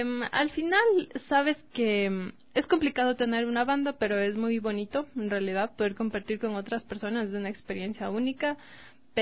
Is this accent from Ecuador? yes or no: yes; Quito, Pichincha, Ecuador; Sí, yo soy de aquí, de Quito.